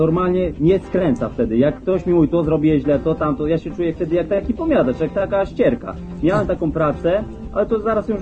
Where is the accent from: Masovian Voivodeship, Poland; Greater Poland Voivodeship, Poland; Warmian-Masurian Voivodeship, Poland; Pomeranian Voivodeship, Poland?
Pomeranian Voivodeship, Poland; Malbork; jestem z Malborka